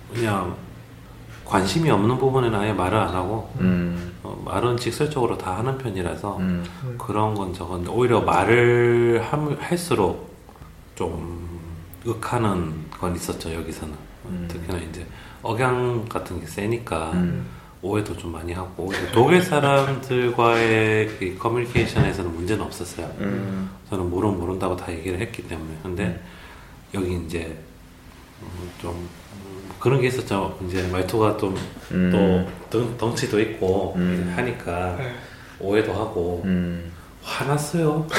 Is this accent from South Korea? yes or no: yes; Busan, South Korea; 제가 이제 부산 사람 치고 말이 세지 않고 유하고 스무스하고.